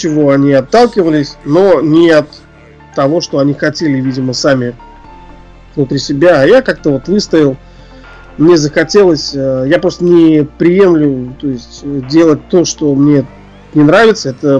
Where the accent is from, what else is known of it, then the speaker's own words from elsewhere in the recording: Ufa, Bashkortostan, Russia; Я родом из Уфы, это Башкирия.